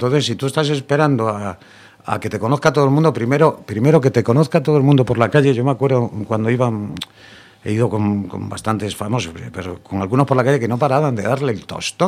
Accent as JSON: {"language": "Spanish", "town": "Corcubión", "region": "Galicia", "country": "Spain", "said": "Somos de Corcubión, totalmente Corcubión a primera división."}